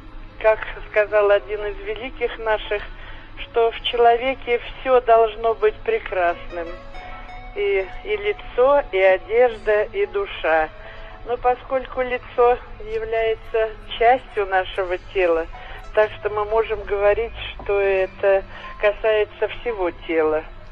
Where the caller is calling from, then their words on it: Khimki, Moscow Oblast, Russia; Я хотела сказать, из Химах я вам звоню.